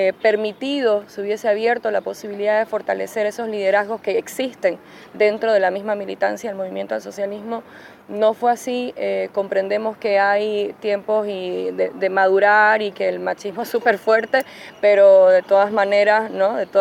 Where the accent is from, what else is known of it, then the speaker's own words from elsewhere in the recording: Bolivia; la agenda del aborto es una agenda a la que también hemos apostado en Bolivia.